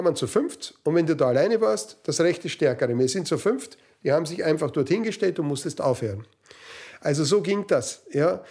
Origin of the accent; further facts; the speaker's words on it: Vienna, Austria; born there; Ich bin also in Wien geboren und komme aus einer, kann man sagen, also sehr konservativen Musikerfamilie.